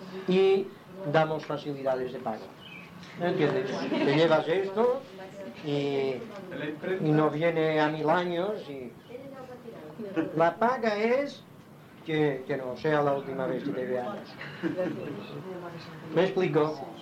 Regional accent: Inca, Balearic Islands, Spain; born there; Yo hablo 2 idiomas, 3. El inquero, porque nací en Inca. El mallorquín.

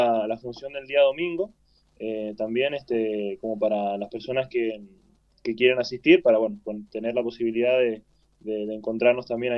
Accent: Argentina; soy argentino, toqué durante casi 20 años la música

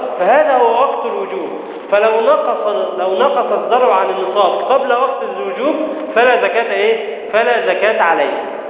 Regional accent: Egypt; لكن عندنا في مصر أن الزراعة تكون بكلفة ومؤنة

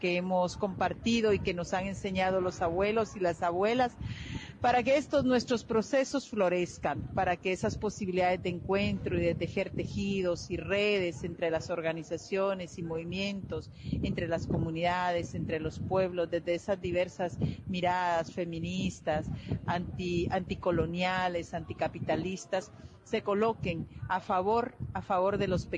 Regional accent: Guatemala; Soy guatemalteca

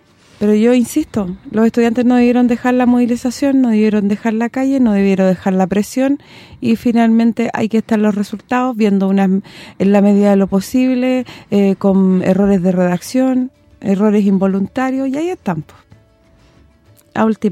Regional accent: Chile; Como dicen por ahí, como buen chileno.

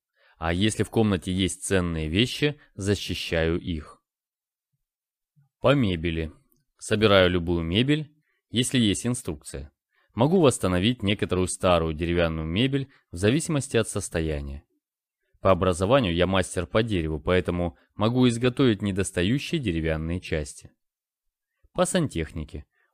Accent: Russia; Я ответил, что я из России. Но из-за отсутствия акцента они мне не поверили.

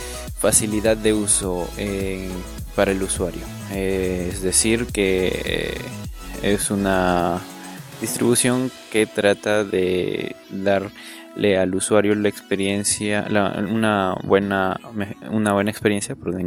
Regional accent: Peru; Como saben, soy de Perú.

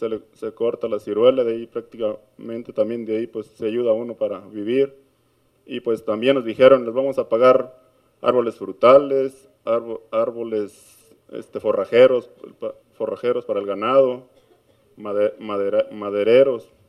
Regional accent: Tapesco, Jalisco, Mexico; también vengo de la comunidad de Tapesco, municipio de Tequila, Jalisco

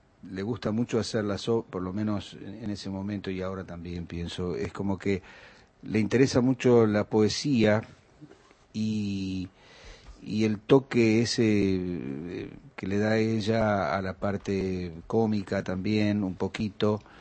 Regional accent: Quilmes, Buenos Aires Province, Argentina; born there; yo nací en Quilmes, de padres trabajadores

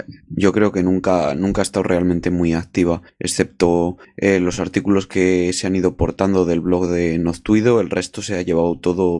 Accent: Spain; de España. Estoy a cargo de coordinar el área de participación de colaboradores

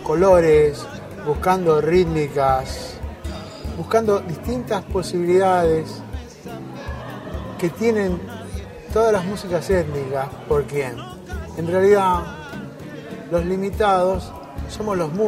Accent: Argentina; Yo soy un músico argentino que hago tanto música rural como música urbana.

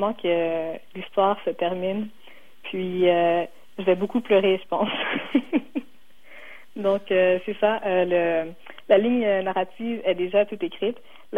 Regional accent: Laval, Quebec, Canada; Parce que, justement, moi, j'ai grandi à Laval

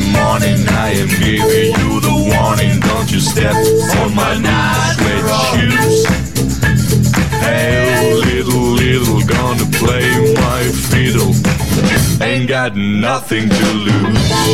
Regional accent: Como, Lombardy, Italy; No, io veramente io sono di Como.

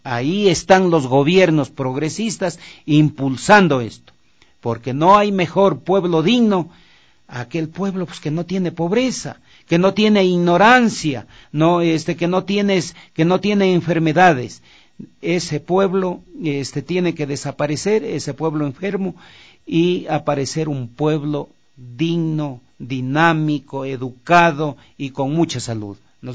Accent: Ecuador; Yo no he visto en mi país sector más pedigüeño que el sector empresarial, no. Los propósitos podían ser buenos, pero no eran reales. Ahí había todo un engaño al pueblo ecuatoriano para arrancar los dineros del gobierno de turno.

